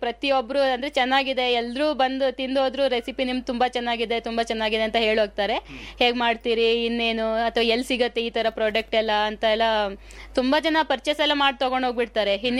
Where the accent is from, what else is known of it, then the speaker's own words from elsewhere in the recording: Yellapur, Karnataka, India; ನಾನು ಯಲ್ಲಾಪುರ್ನವಳು. ನಮ್ಮ ಅಲ್ಲೇನೋ ಗೊತ್ತಿಲ್ಲಾಗಿತ್ತು ಗೆಡ್ಡೆ ಗೆಣಸು ಬಗ್ಗೆ. ಇಲ್ಲಿ ಮದುವೆ ಆದ ನಂತರನೇ ಎಲ್ಲ ಕಲ್ತ್ಕೊಂಡಿರೋದು.